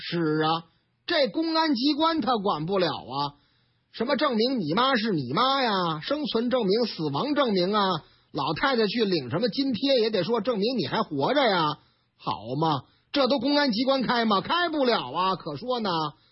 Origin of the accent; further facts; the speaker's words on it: Shanghai, China; 说是上海南京路啊，我老家，哈哈，某楼盘近期报价每平方米8万到10万。